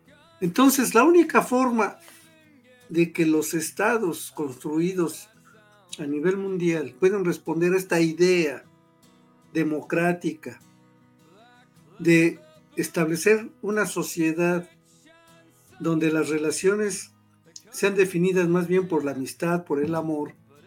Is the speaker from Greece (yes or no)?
no; Mexico; yo soy mexicano, soy de la nacionalidad mexicana